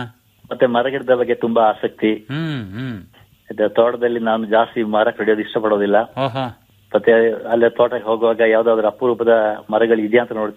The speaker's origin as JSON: {"language": "Kannada", "town": "Hodduru", "region": "Karnataka", "country": "India", "tie": "born there", "said": "ನಾನು ಹುಟ್ಟಿದ್ದು ಹೊದ್ದೂರು ಗ್ರಾಮ, ಮಡಿಕೇರಿ ತಾಲೂಕು. ಮತ್ತೆ ಪ್ರಾಥಮಿಕ ಶಿಕ್ಷಣ ಎಲ್ಲ ಹೊದ್ದೂರು ಸರ್ಕಾರಿ ಶಾಲೆಯಲ್ಲಿ"}